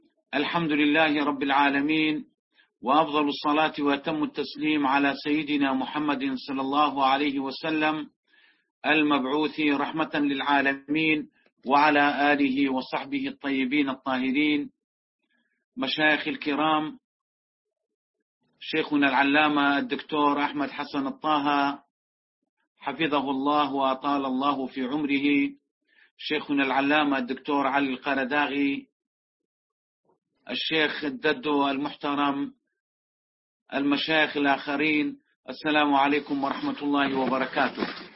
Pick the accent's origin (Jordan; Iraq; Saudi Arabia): Iraq; محافظة كركوك نحن نعلم كعراقيين